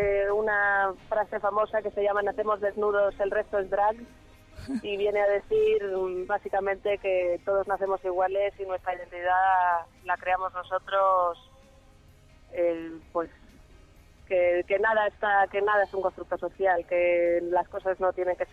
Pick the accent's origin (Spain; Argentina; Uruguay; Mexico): Spain; Madrid, Community of Madrid; moved away as an adult; also born or lived in London; las dos somos madrileñas, y las dos, a los 18 años, nos mudamos respectivamente, ella a Berlín y yo a Londres. Y allí, pues yo he vivido 5 años en Londres